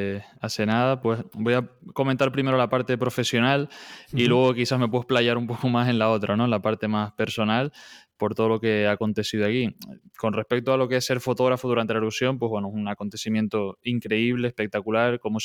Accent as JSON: {"language": "Spanish", "town": "Fuencaliente", "region": "Canary Islands", "country": "Spain", "tie": "born or raised there", "said": "Concretamente soy del sur, de Fuencaliente, una zona también muy conocida por, ahora que está tan de actualidad ese tema, por sus volcanes y demás."}